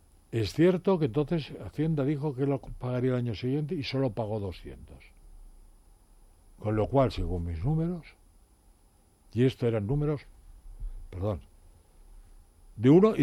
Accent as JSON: {"language": "Spanish", "country": "Spain", "said": "creo que somos muchos españoles que están muy agradecidos"}